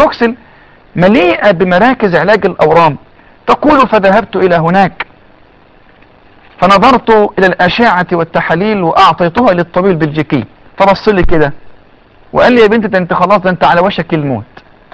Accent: Egypt; ان شاء الله الاطباء عندنا في مصر هيقدروا يحافظوا على الثدي

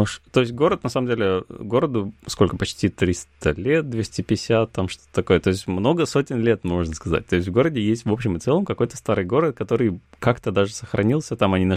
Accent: Cherepovets, Vologda Oblast, Russia; мое детство, лихое детство в Череповце, в, собственно, в этом районе, в котором были там только кусты и ничего больше.

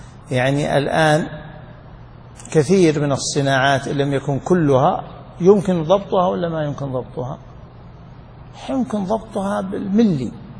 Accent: Najd, Saudi Arabia; كانوا يسمونه عندنا في نجد

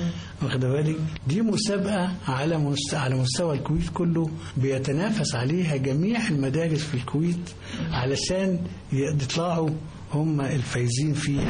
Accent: Egypt; المناهج الدراسية عندنا في مصر ما فيهاش غير درس واحد فقط

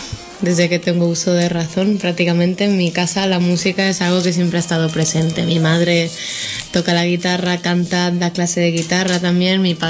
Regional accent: Balearic Islands, Spain; prácticamente casi todo lo que hago de música lo hago en Mallorca, en mi tierra

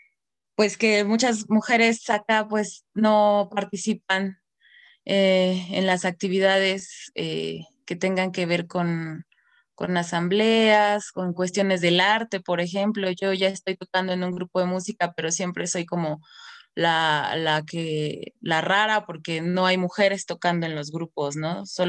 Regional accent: Mexico City, Mexico; born there; tengo solo 7 meses viviendo acá. Yo nací en la Ciudad de México, soy maestra de violín

